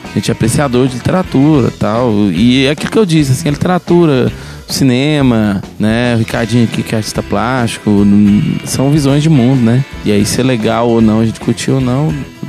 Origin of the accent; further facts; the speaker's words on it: Minas Gerais, Brazil; A gente é muito mineiro.